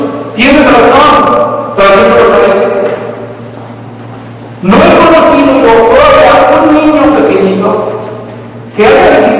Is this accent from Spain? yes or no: no; Mexico; Nosotros crecimos en México donde no había otra cosa más que el catolicismo romano.